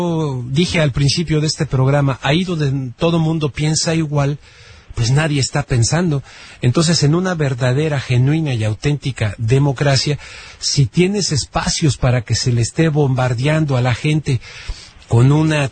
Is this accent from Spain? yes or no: no; Mexico; Nosotros como mexicanos, en este caso, como salvadoreños o como hondureños o como lo que sea